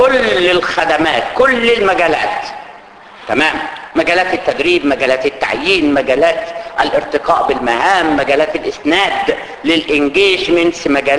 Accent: Egypt; احنا عندنا في مصر كده

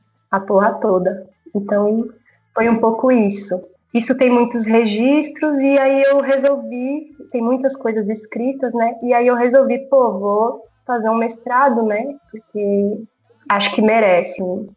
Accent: São Paulo, Brazil; eu sou daqui de São Paulo, da Zona Sul não, nasci na Vila Indiana, né? Mas até meu processo artístico começou aqui na Zona Sul

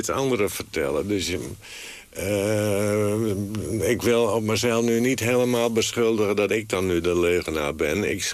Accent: Friesland, Netherlands; accent: Frisian; Ik had alleen mijn accent tegen. Dus bij de eerste beste uitspraak van mij... wisten de mensen wel dat ik uit Friesland kwam.

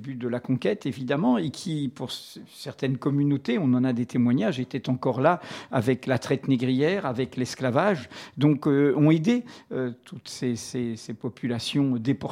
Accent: Martinique, France; quand j'étais gamin en Martinique, bon, là, je pêchais le lamby

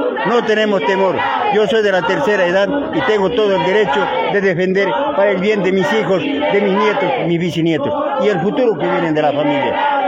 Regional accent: Ojo del Agua, Tarija, Bolivia; Nosotros, como yo también soy del Ojo del Agua, soy afectado

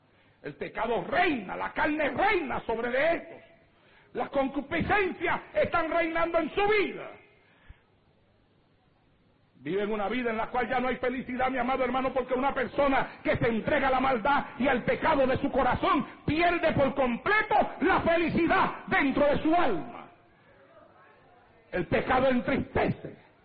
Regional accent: Santa Isabel, Puerto Rico; llegar a aquel momento en mi vida arrastrado allá en el pueblo de Santa Isabel, tirado en las calles de mi pueblo

